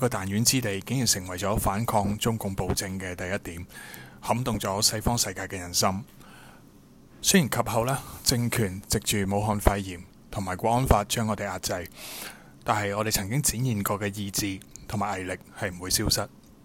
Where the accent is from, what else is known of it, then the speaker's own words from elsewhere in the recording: Hong Kong; 可能会觉得我们香港人香港民族今天是未够好未够强去光复香港